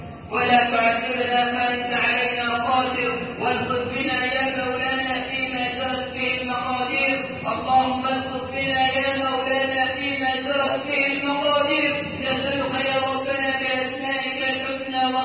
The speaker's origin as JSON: {"language": "Arabic", "country": "Egypt", "said": "أن تجعل بلدنا مصر أمنا أمانا سخاء رخاء"}